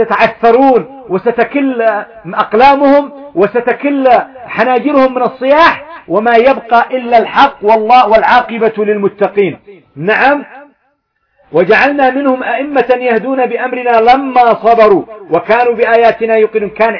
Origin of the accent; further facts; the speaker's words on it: Yemen; ومنها إيش يسعى مثلا عندنا في اليمن، إيش يفعلون؟